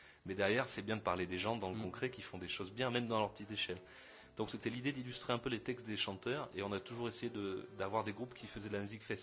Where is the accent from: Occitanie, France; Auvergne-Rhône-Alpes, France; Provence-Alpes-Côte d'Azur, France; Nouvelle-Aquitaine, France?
Occitanie, France; Perpignan; Non, en fait, même pas, je suis de Perpignan, ouais.